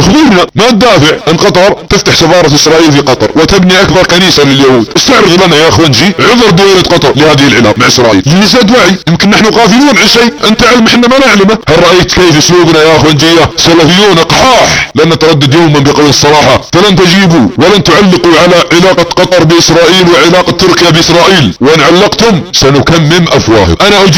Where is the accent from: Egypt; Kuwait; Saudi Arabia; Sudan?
Saudi Arabia; بلادنا السعودية وعلى مجتمعنا السعودي. مجتمعنا السعودي خط احمر، مجتمع سني مسلم موحد